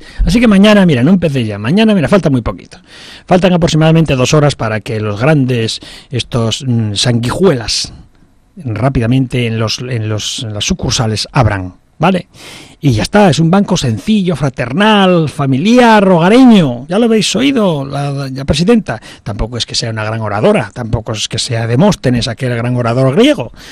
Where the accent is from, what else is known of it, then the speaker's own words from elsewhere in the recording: Spain; Somos los españoles cuando nos ponemos, somos los mejores.